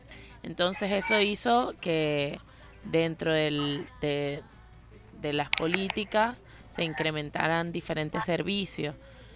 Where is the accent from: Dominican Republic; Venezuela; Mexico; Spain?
Venezuela; now in Buenos Aires, Argentina; soy venezolana y estoy residenciada, vivo en Argentina, en Buenos Aires.